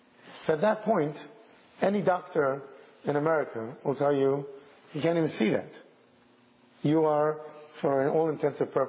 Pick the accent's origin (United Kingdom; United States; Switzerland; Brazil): United Kingdom; I'm clearly a Brit